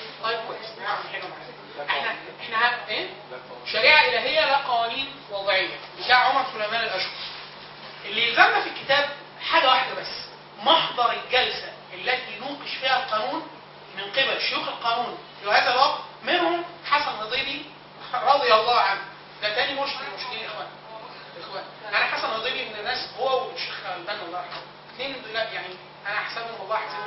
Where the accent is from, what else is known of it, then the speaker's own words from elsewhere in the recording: Egypt; لا احنا مصريين احنا نعمل قانون مصري عربي